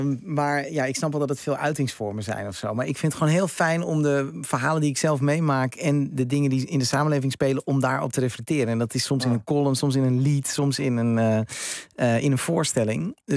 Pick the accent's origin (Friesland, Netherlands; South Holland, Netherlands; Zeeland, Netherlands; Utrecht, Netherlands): Utrecht, Netherlands; Amersfoort; Ik kom uit Amersfoort. Uit zo'n typische jaren 50 wijk.